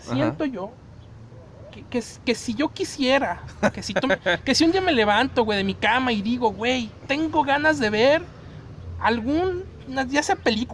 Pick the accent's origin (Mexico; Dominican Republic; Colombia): Mexico; para nosotros como mexicanos, güey, ves esta madre